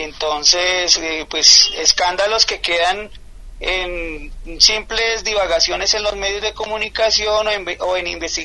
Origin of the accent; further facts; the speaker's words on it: Colombia; como colombianos, como individuos que pertenecemos a un sector, digamos, si se me permite la palabra, progresista aquí en Colombia